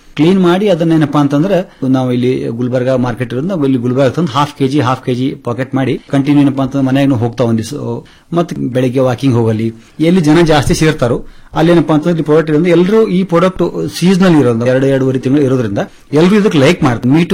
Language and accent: Kannada; Tengli, Karnataka, India; ಮೂಲತಃ ಟೆಂಗ್ಳಿ ಗ್ರಾಮದವನು.